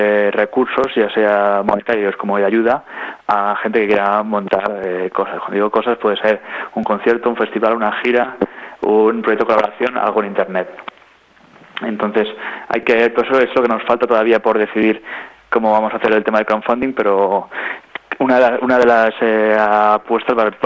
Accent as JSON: {"language": "Spanish", "town": "Albacete", "region": "Castilla-La Mancha", "country": "Spain", "said": "Oye, pues yo qué sé, yo soy de Albacete, pues voy a ayudarlos porque me parece interesante."}